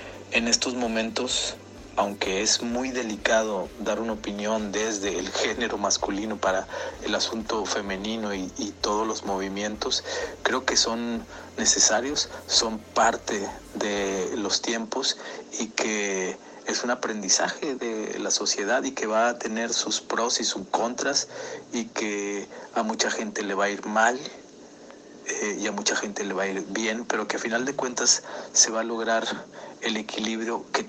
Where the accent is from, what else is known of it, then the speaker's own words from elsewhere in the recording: Monterrey, Nuevo León, Mexico; born there; Soy mexicano. Nací en Monterrey, Nuevo León.